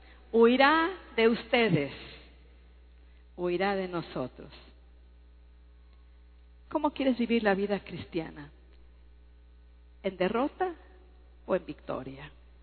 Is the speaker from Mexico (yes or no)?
yes; Durango, Mexico; Yo soy de Durango y me han picado 3 alacranes y no me hicieron nada.